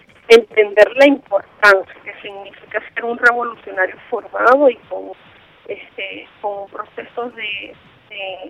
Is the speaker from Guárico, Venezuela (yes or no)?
no; Caracas, Capital District, Venezuela; yo soy caraqueña.